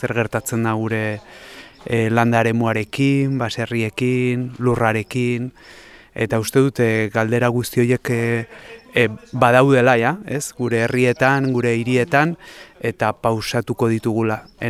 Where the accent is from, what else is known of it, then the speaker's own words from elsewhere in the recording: Pamplona, Navarre, Spain; eta Iruñatik nator.